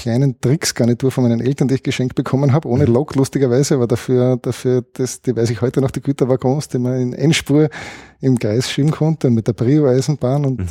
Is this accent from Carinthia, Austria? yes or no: no; Vienna, Austria; born or raised there